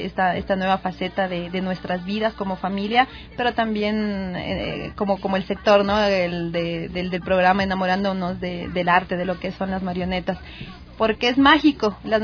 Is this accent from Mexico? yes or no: no; Bolivia; soy de Bolivia